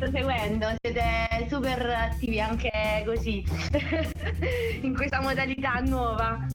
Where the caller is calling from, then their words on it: Reggio Emilia, Emilia-Romagna, Italy; No, certo, posso dire, sono a Reggio Emilia.